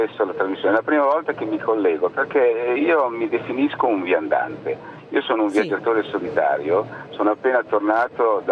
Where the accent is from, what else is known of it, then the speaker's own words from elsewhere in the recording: Lombardy, Italy; Essendo io un lombardo che vive nelle pianure lombarde